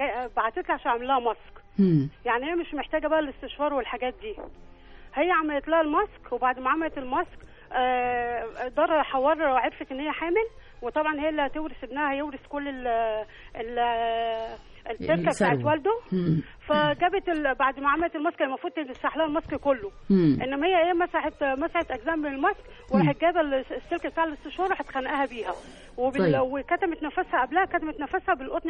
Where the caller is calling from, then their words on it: Giza Governorate, Egypt; من محافظه الجيزه